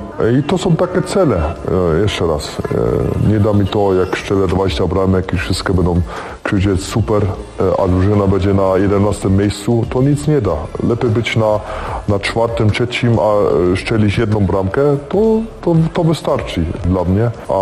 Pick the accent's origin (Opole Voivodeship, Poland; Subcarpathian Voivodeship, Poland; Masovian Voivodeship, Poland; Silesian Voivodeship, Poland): Silesian Voivodeship, Poland; Sośnica; rodzinę mam tam, pochodzę tam, ze Śląska, Sośnicy.